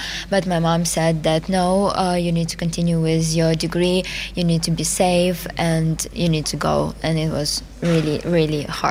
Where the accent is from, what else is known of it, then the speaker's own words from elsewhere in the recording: Kropyvnytskyi, Kirovohrad Oblast, Ukraine; They are in my hometown, Koropivnitsky, and my dad is working and my mom is helping.